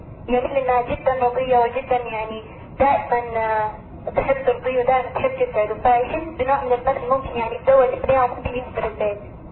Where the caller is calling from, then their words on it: Riyadh, Riyadh Province, Saudi Arabia; بتكلم من المملكة العربية السعودية من الرياض.